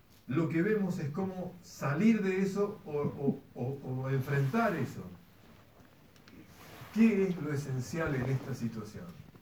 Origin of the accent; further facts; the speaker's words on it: Argentina; Como argentinos hay una materia que cursar.